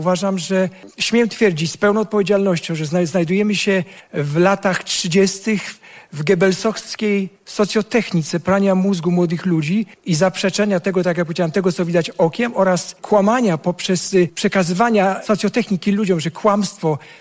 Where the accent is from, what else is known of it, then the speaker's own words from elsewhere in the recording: Sweden; now in Poland; Szwecja się bardzo zmieniła. Ja pamiętam Szwecję zupełnie inną.